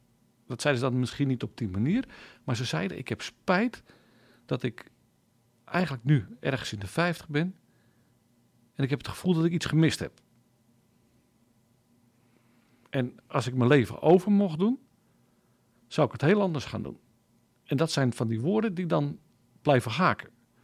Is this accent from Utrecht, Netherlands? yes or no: yes; Loenen aan de Vecht, Utrecht, Netherlands; Ik kom uit Loenen aan de Vecht. Daar woon ik nu al een hele tijd. En daar ging ik ook naar de kerk.